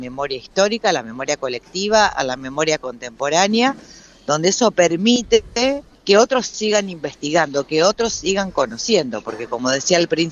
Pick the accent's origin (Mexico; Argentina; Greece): Argentina; lo que nos pasó como argentinos